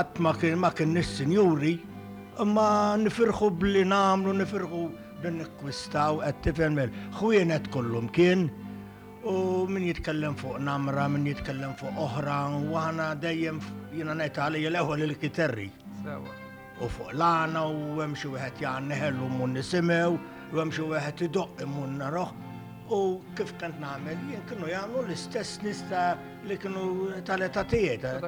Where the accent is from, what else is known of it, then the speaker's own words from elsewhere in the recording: Birkirkara, Central Region, Malta; Jien minn Birkirkara, bled.